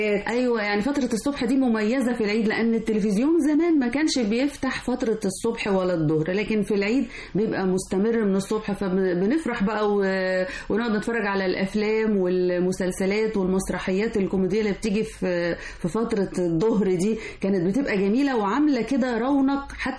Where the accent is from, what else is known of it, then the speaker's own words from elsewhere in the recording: Egypt; يعني احنا كلنا مصريين وكلنا بنحتفل وكلنا ايد واحدة